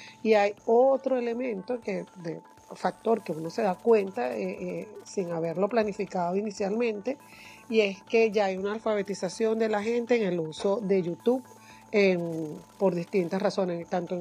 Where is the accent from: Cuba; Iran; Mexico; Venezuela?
Venezuela; soy periodista venezolana